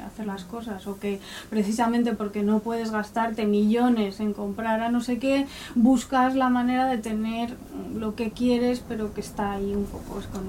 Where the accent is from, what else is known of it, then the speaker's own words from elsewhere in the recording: Madrid, Community of Madrid, Spain; Yo yo soy de Madrid, pero mis abuelos son de Guadalajara.